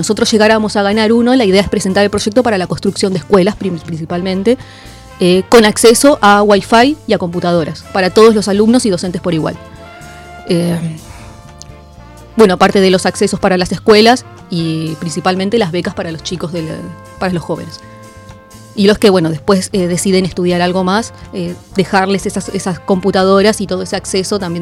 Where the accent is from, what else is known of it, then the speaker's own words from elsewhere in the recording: La Matanza, Buenos Aires Province, Argentina; now in Cañuelas, Argentina; Yo vengo de La Matanza, vengo de allá, me vine a vivir acá